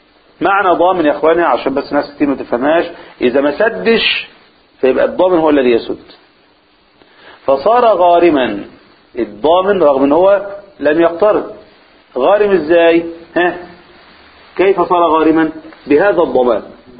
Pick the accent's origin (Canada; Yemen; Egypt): Egypt; احنا عندنا في مصر نكتة يعني فكاهة